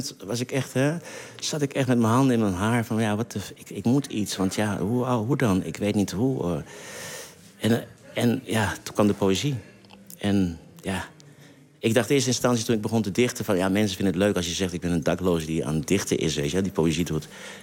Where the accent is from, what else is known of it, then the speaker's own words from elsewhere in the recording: Suriname; first language Saramaccan; Dutch is a second language; now in Netherlands; Nee, mijn moedertaal is Saramakkaans, hè.